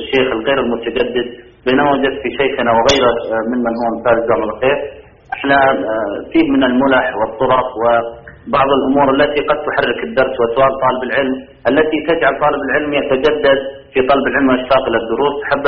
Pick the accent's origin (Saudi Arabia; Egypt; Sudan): Saudi Arabia; وأنا من السعودية